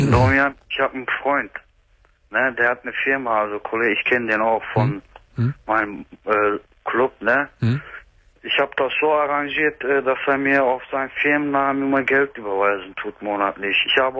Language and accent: German; Turkey